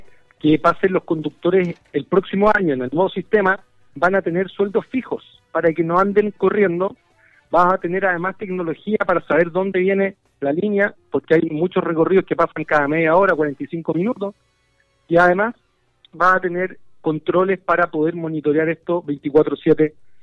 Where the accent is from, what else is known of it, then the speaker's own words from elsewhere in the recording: Chile; la naturaleza que tenemos como chilenos y chilenas es nuestro deber protegerla